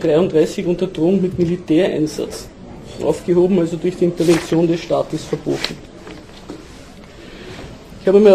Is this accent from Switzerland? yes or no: no; Austria; aber bei uns in Österreich war das das sogenannte Freigeld oder Notgeld von Wörgl.